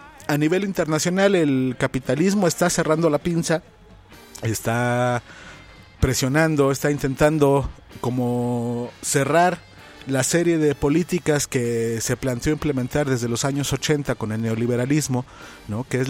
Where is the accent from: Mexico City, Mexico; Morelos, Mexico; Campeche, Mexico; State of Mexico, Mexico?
Mexico City, Mexico; A toda la banda que vive en el DF. Es que soy ciudadano del DF.